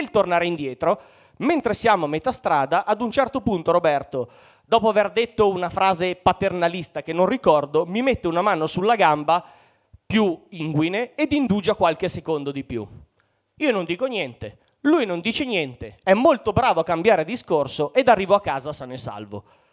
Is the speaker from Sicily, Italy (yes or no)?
no; Mantua, Lombardy, Italy; avevo 20 anni, quindi parliamo di 19 anni fa, facevo l'università a Parma, io sono di Mantova, quindi Parma era molto comoda